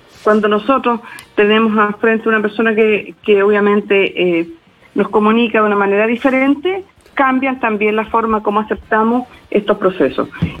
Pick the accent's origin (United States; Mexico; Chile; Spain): Chile; aquí en Chile, yo, por eso aquí yo apelo a la responsabilidad de todos nosotros. Somos bien, nosotros somos los chilenos súper aguerridos